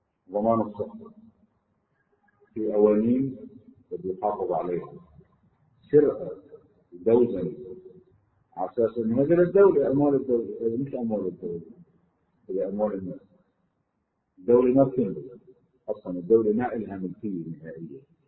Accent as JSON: {"language": "Arabic", "country": "Lebanon", "said": "وبعد في مطارح عندنا بلبنان مي ما فيها"}